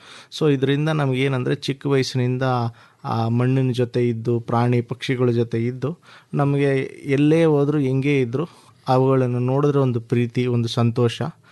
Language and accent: Kannada; Laknahalli, Karnataka, India; ನಾನು ಮೂಲತಃ ಲಕ್ನಹಳ್ಳಿ ಗ್ರಾಮದವರು.